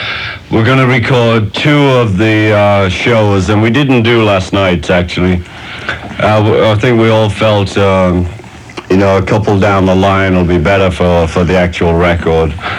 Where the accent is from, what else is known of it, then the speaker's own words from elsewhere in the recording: England, United Kingdom; Sorry to talk over you, Bob, but I'm English.